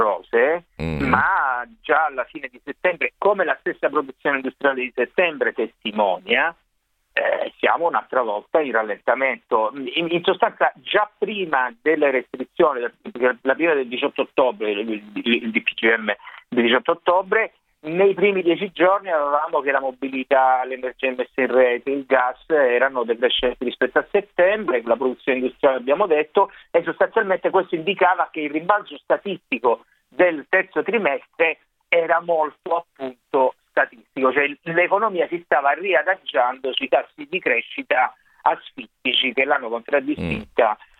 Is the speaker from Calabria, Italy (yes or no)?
yes; Calabria, Italy; Sono calabrese, sono diretto calabrese.